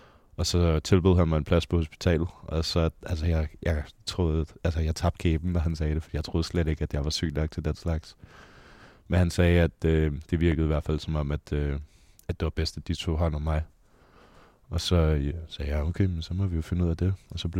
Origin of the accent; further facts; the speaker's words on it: Frederikssund, Capital Region of Denmark, Denmark; Jamen, jeg er født og opvokset i Frederikssund. Der boede jeg indtil jeg var cirka 20 år gammel. Flyttede jeg til Østerbro i en lille etværelses lejlighed op under et loft.